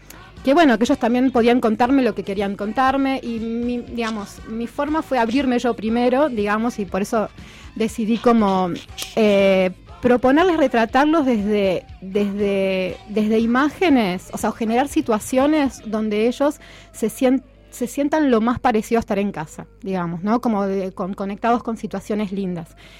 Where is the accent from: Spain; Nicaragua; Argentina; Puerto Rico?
Argentina; Buenos Aires; also born or lived in France; mis viejos son argentinos, o sea, vivieron 14 años en Francia. Bueno, después cuando volví cuando tenía 6 años a Buenos Aires, viví casi toda mi vida en Buenos Aires. Ahora hace casi 10 años que ya vivo acá